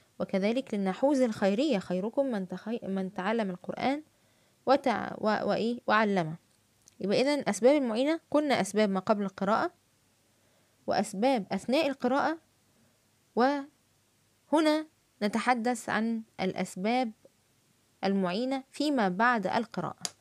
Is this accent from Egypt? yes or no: yes; Egypt; accent: Egyptian colloquial Arabic; في الفيسبوك قد أظهر في فيديو وأتحدث باللهجة العامية المصرية